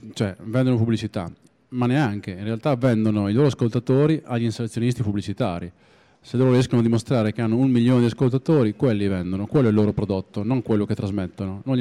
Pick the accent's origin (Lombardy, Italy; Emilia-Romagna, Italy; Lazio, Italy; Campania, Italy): Emilia-Romagna, Italy; Tutta l'Emilia Romagna, compresa Reggio Emilia e anche il mio paesino, aveva due radio locali